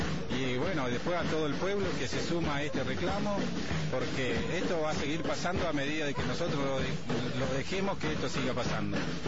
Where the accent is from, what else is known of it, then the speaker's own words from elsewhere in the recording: Bariloche, Río Negro, Argentina; De Bariloche